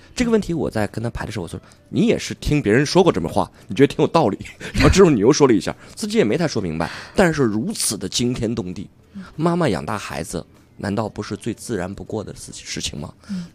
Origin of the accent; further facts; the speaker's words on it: Beijing, China; 是我们北京人非常优秀的演员